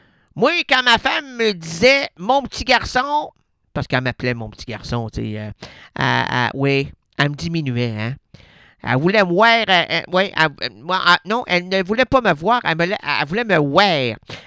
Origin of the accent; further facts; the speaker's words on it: Quebec City, Quebec, Canada; Moi, je suis de Québec. Mon ignare...